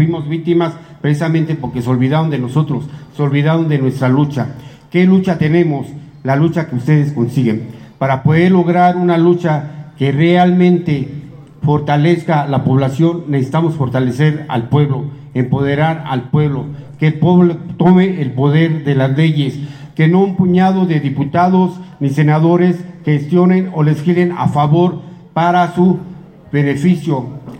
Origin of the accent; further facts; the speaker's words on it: Quintana Roo, Mexico; vengo precisamente de Quintana Roo.